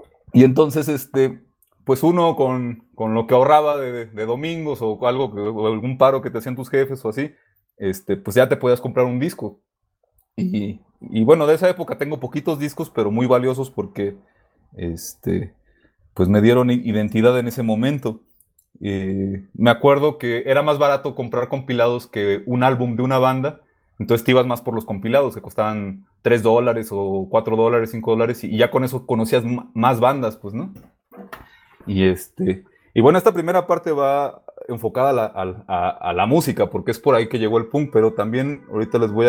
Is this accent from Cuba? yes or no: no; Ensenada, Baja California, Mexico; moved away as an adult; now in Mexico City, Mexico; Crecí hasta los 18 años en Baja California y de ahí me vine acá a la Ciudad de México.